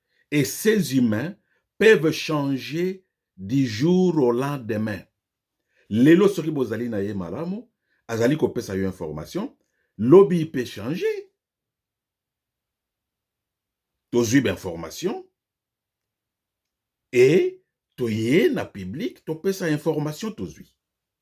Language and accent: French; DR Congo; Moi, je suis Congolais, 100%.